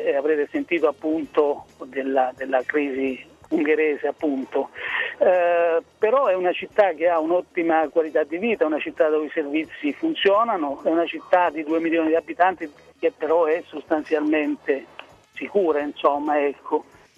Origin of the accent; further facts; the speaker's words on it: Rionero in Vulture, Basilicata, Italy; il mio paese, il paese della mia infanzia, io praticamente non lo conosco più. Naturalmente ho la mamma giù a Rio Nero, ho parenti, però diciamo che non lo sento veramente molto più mio